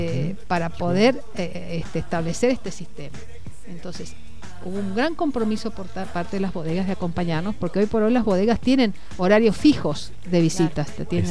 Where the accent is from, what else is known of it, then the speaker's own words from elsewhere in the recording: Mendoza, Argentina; tomar este desafío como mendocino es decir, bueno, soy anfitrión y soy embajador